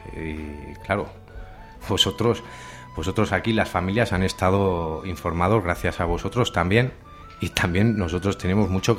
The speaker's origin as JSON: {"language": "Spanish", "town": "Berriozar", "region": "Navarre", "country": "Spain", "said": "la mayoría somos de Berriozar y conocidos ya de antes"}